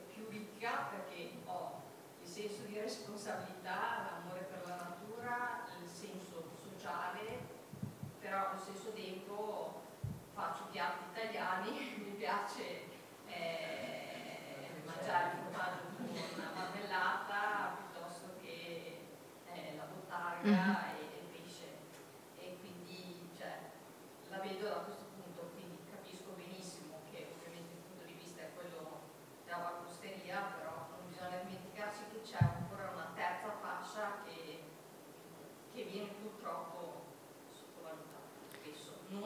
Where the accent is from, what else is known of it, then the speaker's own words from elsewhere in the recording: Genoa, Liguria, Italy; now in Bolzano, Italy; sono di Genova, vengo dal mare. Spesso mi manca la vista del mare, mi manca l'orizzonte